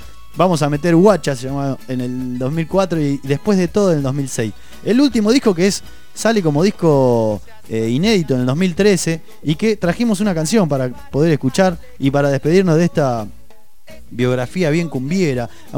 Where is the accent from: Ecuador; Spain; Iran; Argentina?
Argentina; ya es un género que nos identifica como cumbieros argentinos en todo el mundo